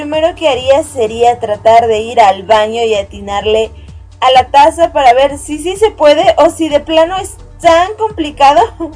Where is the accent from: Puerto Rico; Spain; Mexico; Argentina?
Mexico; o por lo menos en mi país no hay una radio local o de México, vaya, que genere contenido de anime.